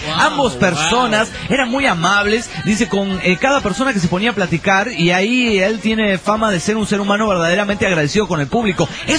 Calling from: Guanajuato, Mexico; de Guanajuato, México.

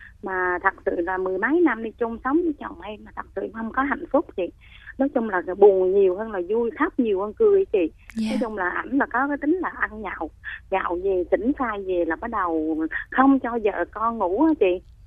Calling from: Ho Chi Minh City, Vietnam; Chị đang gọi tới quận 12 em.

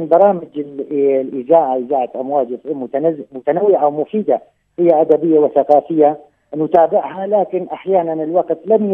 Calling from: Qamishli, Al-Hasakah Governorate, Syria; أنا من القامشلي.

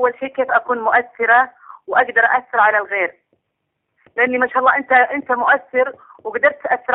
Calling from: Riyadh, Riyadh Province, Saudi Arabia; أنا من السعودية من الرياض

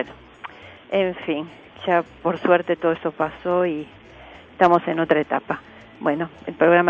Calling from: Buenos Aires, Argentina

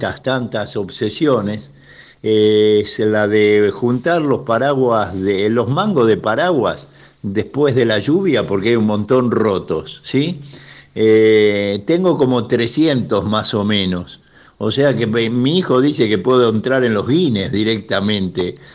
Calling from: Caballito, Buenos Aires, Argentina; de Caballito.

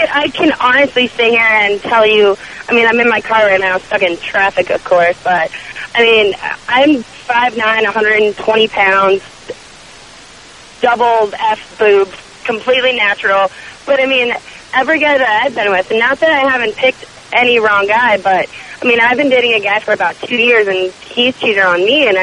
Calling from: Phoenix, Arizona, United States

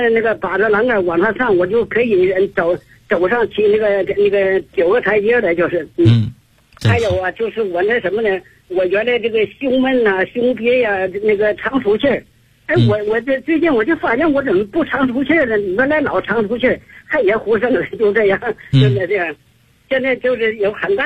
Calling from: Beijing, China; 我是来自北京啊，我是你的新学员。

